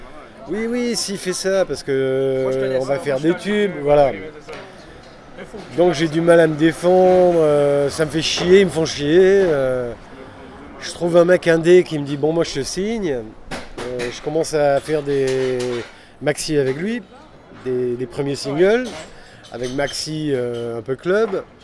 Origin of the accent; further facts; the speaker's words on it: Nice, Provence-Alpes-Côte d'Azur, France; Mais en fait, je suis monté de Nice, comme je faisais beaucoup de musique, avec des groupes niçois, et je montais tout le temps à Paris